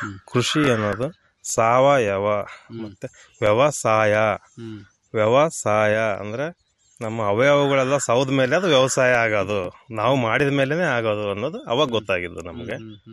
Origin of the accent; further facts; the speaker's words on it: MBN Halli, Karnataka, India; ನಮ್ಮದು ಕೂಡ್ಲಿಗಿ ತಾಲೂಕು ಎಂಬಿಎನಹಳ್ಳಿ ಗ್ರಾಮ.